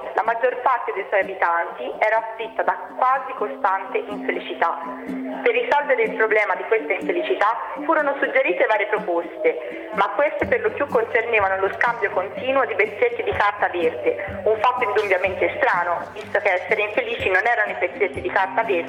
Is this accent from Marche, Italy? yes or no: no; Prato, Tuscany, Italy; No, no, sono di Prato.